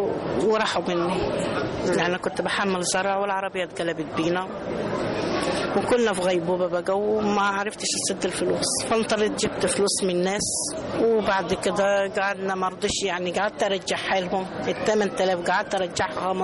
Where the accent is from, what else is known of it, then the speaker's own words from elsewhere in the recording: Beni Suef, Beni Suef Governorate, Egypt; بني سويف.